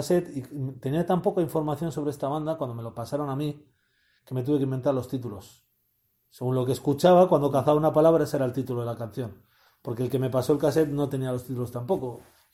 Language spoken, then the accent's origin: Spanish; Basque Country, Spain; Por encima soy de Euskal Herria, o sea.